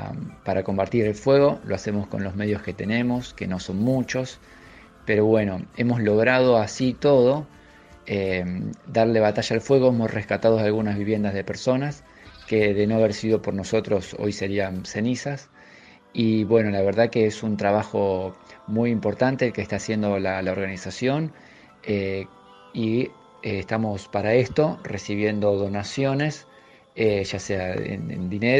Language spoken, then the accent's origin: Spanish; Rosario, Santa Fe, Argentina; Y bueno, y nos atraviesa a todos como rosarinos que padecemos los estragos ambientales y la destrucción de nuestra fauna.